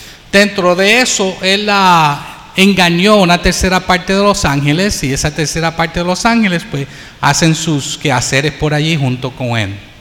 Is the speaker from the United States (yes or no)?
yes; United States; now in Puerto Rico; Yo tengo un acento, soy criado en los Estados Unidos, aunque llevo en Puerto Rico más de 35 años tal vez, de 1974, todavía no puedo zafar de ese acento.